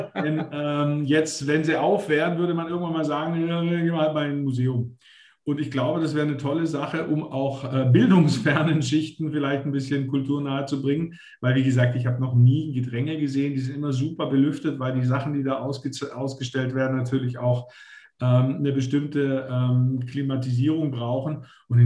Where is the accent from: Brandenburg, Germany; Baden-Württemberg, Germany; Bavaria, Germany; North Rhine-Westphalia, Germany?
Baden-Württemberg, Germany; Konstanz; born there; gebürtiger Konstanzer, mache seit 34 Jahren Magazinverlag